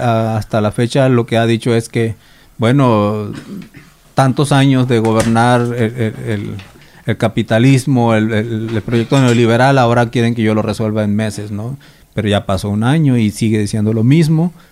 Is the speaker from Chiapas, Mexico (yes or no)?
no; Sonora, Mexico; estuvo en mi tierra, estuvo en el territorio yaqui.